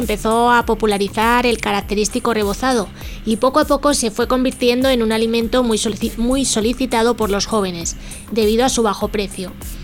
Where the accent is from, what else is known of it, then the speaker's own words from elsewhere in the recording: Madrid, Community of Madrid, Spain; Lo que pasa es que yo soy de Madrid de toda la vida y no...